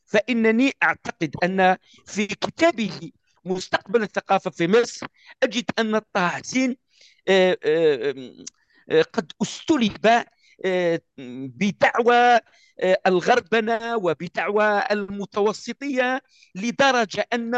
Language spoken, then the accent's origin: Arabic; Algeria; أعطيك مثال، أنا كجزائري أعرف